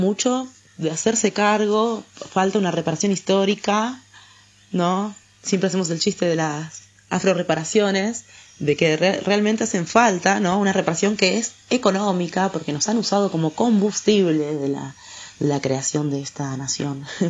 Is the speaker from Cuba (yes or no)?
no; Argentina; Yo siempre como me preguntan, ¿vos de dónde sos? Yo soy de Argentina, ¿y vos?